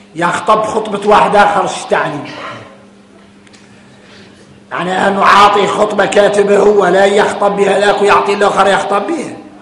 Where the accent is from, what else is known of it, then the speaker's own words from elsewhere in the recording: Mauritania; احنا موريتاني طالع لينا حتى والخيمة الكبيرة